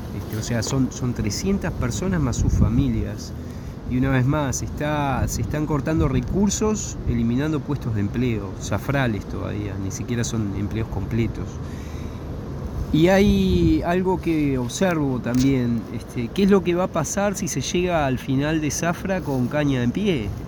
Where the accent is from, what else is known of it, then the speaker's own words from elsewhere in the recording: Montevideo, Uruguay; now in Bella Unión, Uruguay; Hace ya un tiempo que estoy en Bella Unión, soy montevideano